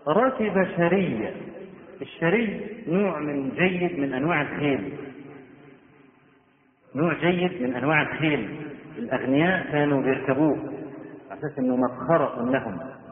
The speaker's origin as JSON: {"language": "Arabic", "country": "Egypt", "said": "واحنا عندنا في مصر بدعة قبيحة"}